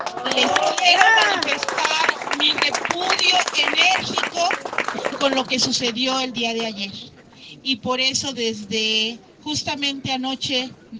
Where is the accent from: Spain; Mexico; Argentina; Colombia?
Mexico; estoy aquí como maestra, estoy aquí como maestra jubilada, también como ciudadana y como mexicana.